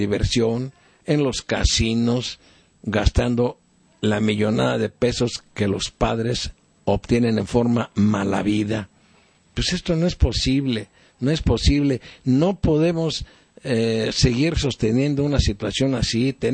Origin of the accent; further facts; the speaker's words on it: Mexico; no tengamos más conciencia como mexicanos de lo que debemos de hacer